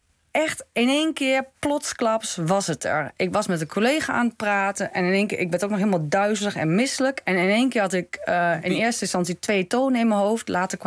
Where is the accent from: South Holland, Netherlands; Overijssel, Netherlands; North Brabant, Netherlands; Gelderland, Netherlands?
Overijssel, Netherlands; Goor; ik kom gewoon uit Goor, uit Twente.